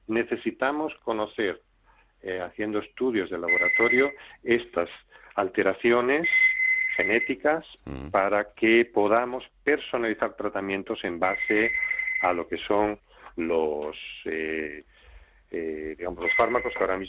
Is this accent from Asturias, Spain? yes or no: yes; Asturias, Spain; moved away as an adult; also born or lived in United States; now in Salamanca, Spain; Yo, yo soy asturiano, hice mi entrenamiento en Estados Unidos